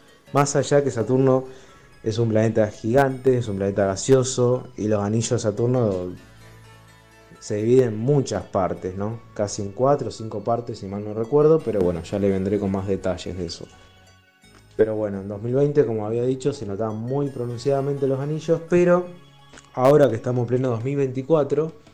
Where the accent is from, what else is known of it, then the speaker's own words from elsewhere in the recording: Rosario, Santa Fe, Argentina; de Rosario